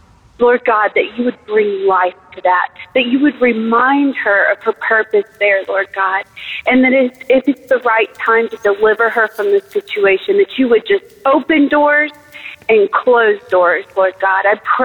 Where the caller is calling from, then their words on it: Nashville, Tennessee, United States; from Nashville.